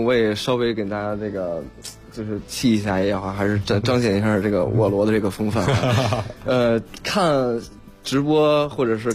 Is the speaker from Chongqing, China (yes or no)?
no; Ma'anshan, Anhui, China; 我跟你说我们老家马鞍山都有奥林匹克中心